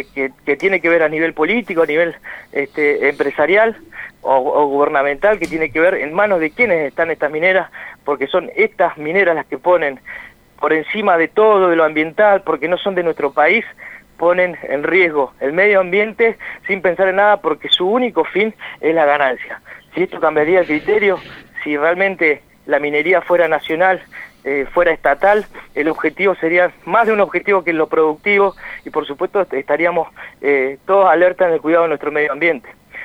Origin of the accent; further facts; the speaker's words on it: Santa Cruz, Argentina; como argentinos, como santacruceños